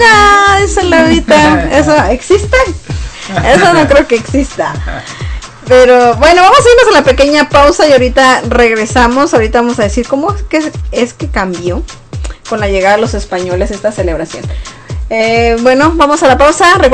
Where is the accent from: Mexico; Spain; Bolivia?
Mexico; obviamente los tres somos mexicanos y conocemos de la cultura mexicana